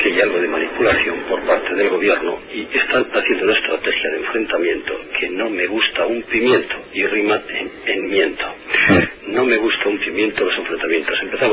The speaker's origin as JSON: {"language": "Spanish", "town": "León", "region": "Castile and León", "country": "Spain", "also_born_or_lived": "Catalonia", "said": "yo en tiempo de Franco soy Caturlandia de León, pero viví en Cataluña"}